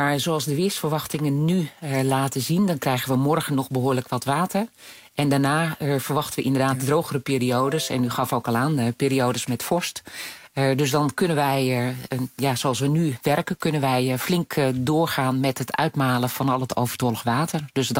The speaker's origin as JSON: {"language": "Dutch", "country": "Netherlands", "said": "En we weten ook dat wij zijn toch Nederlanders."}